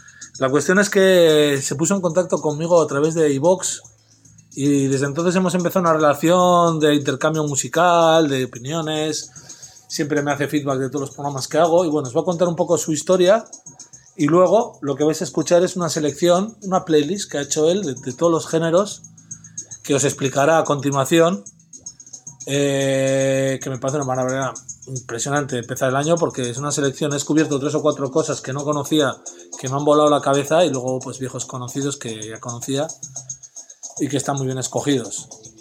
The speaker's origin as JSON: {"language": "Spanish", "town": "Zaragoza", "region": "Aragon", "country": "Spain", "said": "de Zaragoza"}